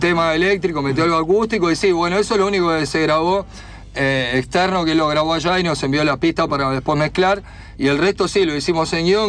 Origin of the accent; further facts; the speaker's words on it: La Plata, Buenos Aires Province, Argentina; nosotros venimos de La Plata